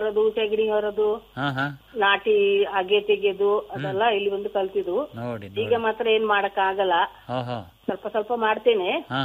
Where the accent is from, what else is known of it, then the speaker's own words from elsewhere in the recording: Mumbai, Maharashtra, India; ಅದ್ರ ನಮ್ಮ ಅಪ್ಪ 13 ವಯಸ್ಸಲ್ಲಿ ಬಾಂಬೆಗೆ ಹೋಗಿ ನಾನು ಅಲ್ಲೇ ಹುಟ್ಟಿದ್ದು ಬೆಳೆದಿದ್ದು.